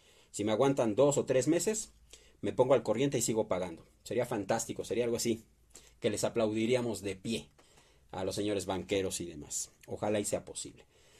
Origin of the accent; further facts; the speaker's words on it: Mexico; Somos mexicanos y queremos apoyar a México.